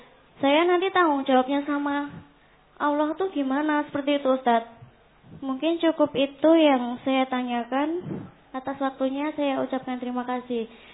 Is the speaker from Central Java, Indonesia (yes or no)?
yes; Sukoharjo, Central Java, Indonesia; Saya berasal dari Sukoharjo, Pak Ustaz.